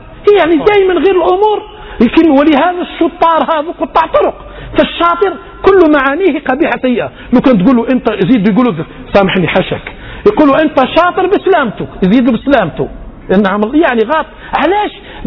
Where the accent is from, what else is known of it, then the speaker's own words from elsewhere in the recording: Algeria; احنا فشات مش غير عندنا بالجزائر